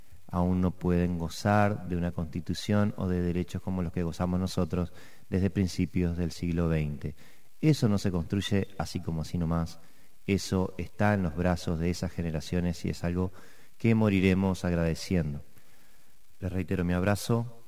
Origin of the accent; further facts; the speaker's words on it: Uruguay; si bien nos quejamos seguido como buenos uruguayos